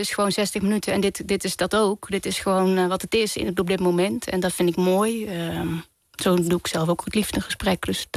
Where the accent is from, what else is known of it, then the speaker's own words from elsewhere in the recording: 's-Hertogenbosch, North Brabant, Netherlands; Ja, dat kan je horen. Ja. Ik kom uit Den Bosch.